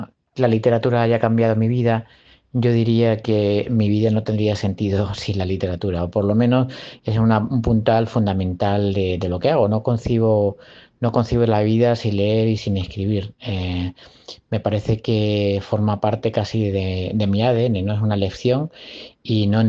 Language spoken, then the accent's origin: Spanish; Plasencia, Extremadura, Spain; born there; Yo nací en Plasencia, en Extremadura, rodeado de naturaleza